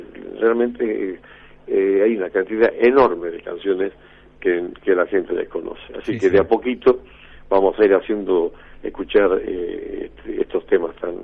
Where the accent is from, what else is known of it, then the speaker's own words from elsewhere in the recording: Cafayate, Salta, Argentina; also born or lived in Metán; nací en Cafayate, después viví en Metán, pero sí. siempre en la provincia de Salta